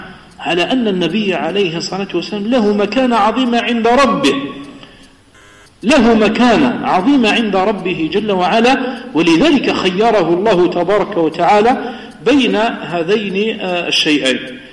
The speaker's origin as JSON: {"language": "Arabic", "region": "Kabylie", "country": "Algeria", "second_language": "Arabic", "said": "فنحن أصلا أنا لست عربيا، أنا أعجمي، أنا قبائلي، قبيلي مش عربي."}